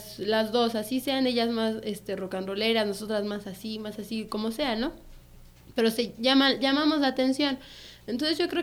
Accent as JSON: {"language": "Spanish", "town": "Amecameca", "region": "State of Mexico", "country": "Mexico", "said": "y pues yo soy de aquí, de Amecameca."}